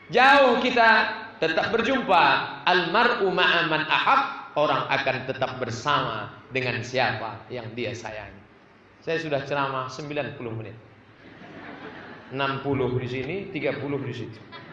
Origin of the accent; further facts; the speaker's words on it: Pulau Lawan, Riau, Indonesia; Adalah penceramah datang. Penceramah datang ke kampung kami di Pulau Lawan.